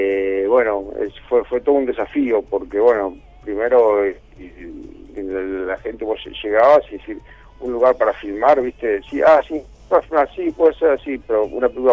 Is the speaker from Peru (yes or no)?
no; Argentina; Sí, soy argentino.